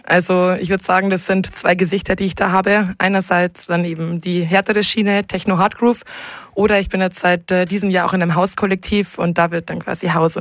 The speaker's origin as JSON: {"language": "German", "town": "Landshut", "region": "Bavaria", "country": "Germany", "tie": "born or raised there", "said": "Das war meine Heimatstadt Landshut"}